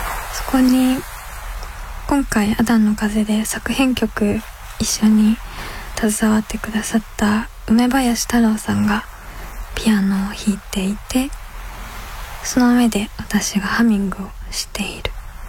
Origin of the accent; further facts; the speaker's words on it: Kyoto, Japan; そして京都出身で ですね。父親が京都の人で母親は東京の人です。子供の頃からカトリックの学校に行って、